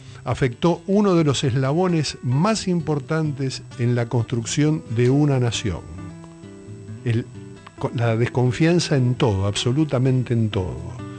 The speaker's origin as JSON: {"language": "Spanish", "country": "Argentina", "said": "Como argentinos, por miedo."}